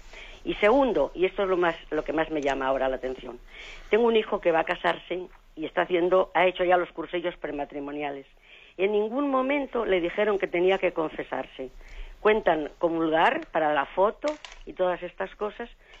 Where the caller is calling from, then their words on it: Oviedo, Asturias, Spain; de Oviedo.